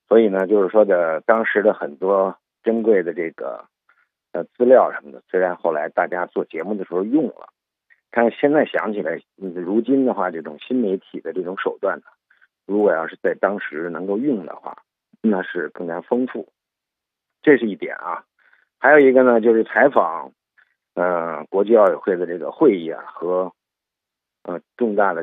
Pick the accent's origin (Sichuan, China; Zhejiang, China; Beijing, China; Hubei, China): Beijing, China; 我们国人，我们北京人呢，真正感受奥林匹克运动和精神的话呢，也就是从2001年开始。